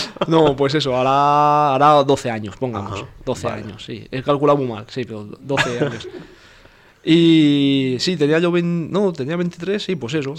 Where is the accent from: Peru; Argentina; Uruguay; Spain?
Spain; soy un animador español. Llevo animando pues ahora como 15 años. Y así lo más destacable que puedo decir es que he estado trabajando casi 5 años en Japón